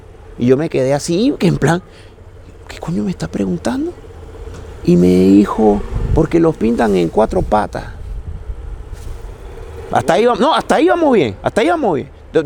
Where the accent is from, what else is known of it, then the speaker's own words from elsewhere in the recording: Caracas, Capital District, Venezuela; moved away as an adult; now in Barcelona, Spain; soy de Venezuela, de Caracas, de un barrio que se llama Caricuao, y vivo aquí en Barcelona desde el año 2002.